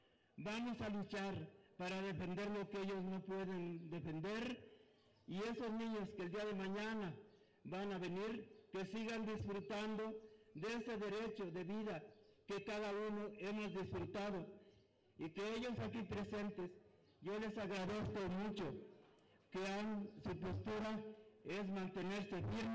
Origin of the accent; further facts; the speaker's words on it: Mexico; demostrar que somos mexicanos